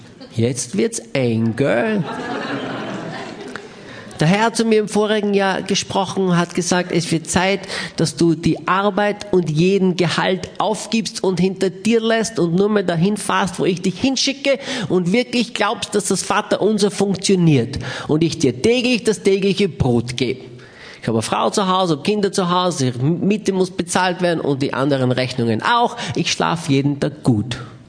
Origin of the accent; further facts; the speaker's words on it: Austria; bin Österreicher